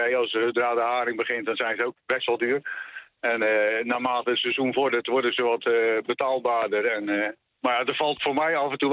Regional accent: Ierseke, Zeeland, Netherlands; Ik kom zelf van Ierseke, uit Ierseke.

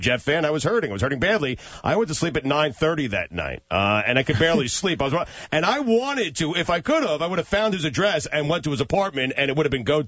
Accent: New York, United States; many of the Mets lived in the town I grew up in Long Island

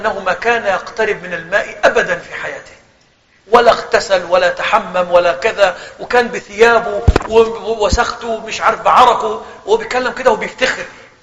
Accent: Egypt; احنا مثلا عندنا في مصر خلاص الأمور دي اختفت

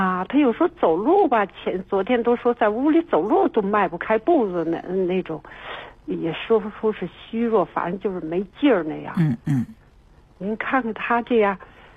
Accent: Beijing, China; 他是，我们是北京人。

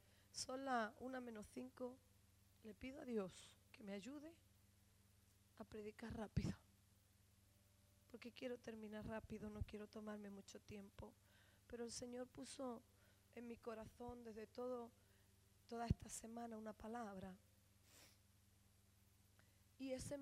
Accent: Spain; será porque España es bonita. Si es la primera nación donde la gente quiere venir, es porque mi tierra es una tierra bendita

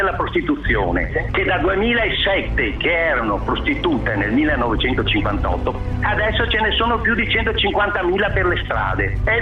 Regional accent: Venice, Veneto, Italy; E io, essendo veneziano, sento questa mancanza.

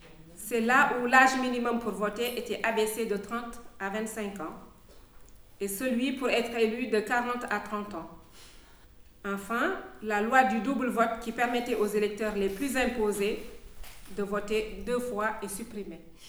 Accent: Overseas France, France; born there; je tenais à le dire parce que je suis née en Outre-mer

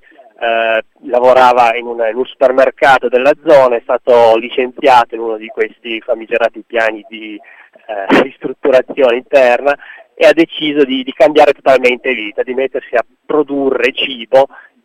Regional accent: La Morra, Piedmont, Italy; Io sono originario delle Langhe, sono di Lamorra

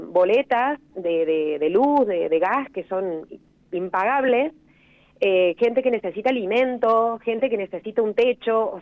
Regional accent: Córdoba, Argentina; De hecho, yo soy cordobesa de origen.

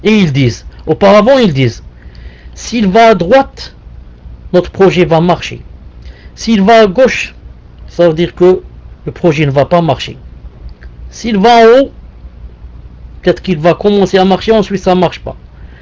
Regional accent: Algeria; Chez nous, il n'y a pas les roux, il y a seulement les cheveux noirs. Donc, il n'y a pas ça chez nous en Algérie.

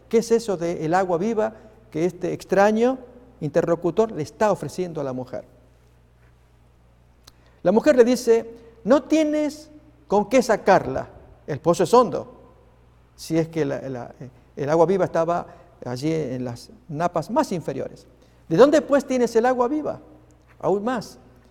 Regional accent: Argentina; Pasó en mi país, en la provincia de Neuquén

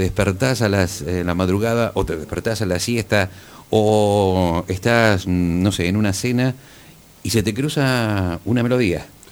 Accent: Olavarría, Buenos Aires Province, Argentina; somos de Olavarría, llevamos Olavarría a cualquier parte del país y del mundo

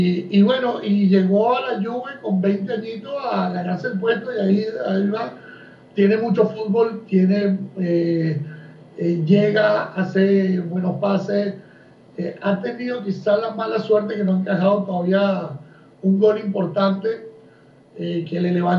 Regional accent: Uruguay; yo como uruguayo quiero que crezca y que se convierta en un muy buen 5 que Uruguay siempre le ha hecho falta.

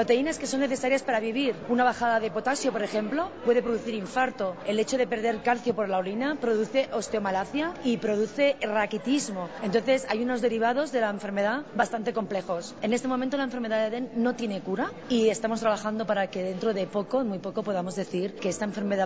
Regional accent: Barcelona, Catalonia, Spain; tengo 47 años, soy española de Barcelona

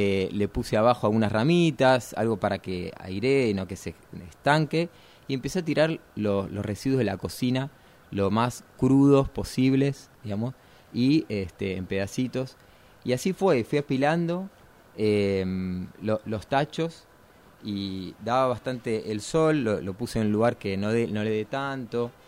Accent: Vicente López, Buenos Aires Province, Argentina; Yo viví en un departamento. Nacido y criado en Vicente López, barrio Vicente López, cerquita a unas cuadras del río. Pero niño de departamento, ¿no? Bastante cemento.

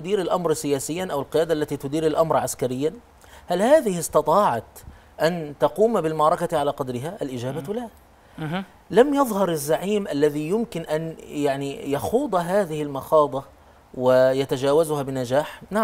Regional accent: Egypt; نحن عندنا في مصر

